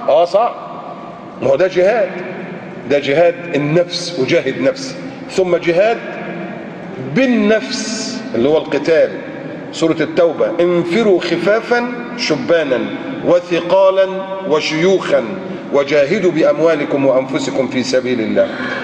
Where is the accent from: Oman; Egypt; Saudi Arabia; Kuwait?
Egypt; مهما كان عندنا في مصر